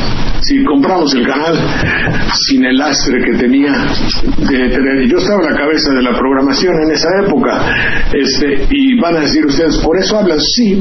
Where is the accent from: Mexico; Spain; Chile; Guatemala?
Mexico; con la esencia profunda de que somos mexicanos